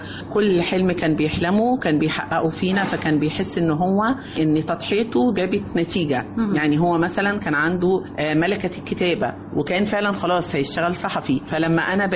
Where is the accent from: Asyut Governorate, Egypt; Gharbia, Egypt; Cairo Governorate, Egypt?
Cairo Governorate, Egypt; Cairo; يعني أنا من القاهرة